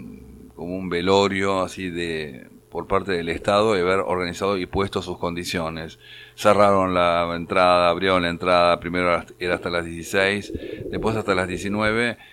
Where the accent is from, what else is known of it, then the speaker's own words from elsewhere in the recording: Argentina; Y nosotros, y Gabriela le contesta, de Argentina.